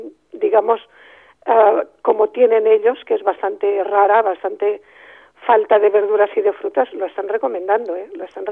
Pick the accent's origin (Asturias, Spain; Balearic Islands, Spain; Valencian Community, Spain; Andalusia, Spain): Balearic Islands, Spain; Ibiza; No, yo soy ibicenco, no soy balear, soy ibicenco.